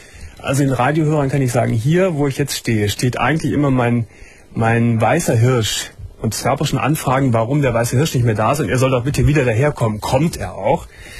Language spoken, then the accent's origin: German; Germany; Aber warum muss ich als Deutscher nun Cent sagen?